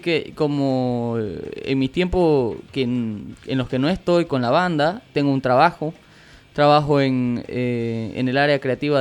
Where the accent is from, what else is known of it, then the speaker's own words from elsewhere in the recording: Villamontes, Tarija, Bolivia; born there; now in Santa Cruz, Bolivia; así que de nacimiento pues yo soy chaqueño, soy villamontino, ¿no? Pero vivo acá y amo a Santa Cruz con todo mi corazón.